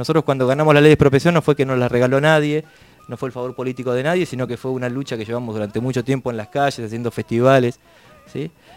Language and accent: Spanish; La Plata, Buenos Aires Province, Argentina; Los que somos de La Plata vemos cómo de a poco el negocio inmobiliario, ¿no? va creciendo cada vez más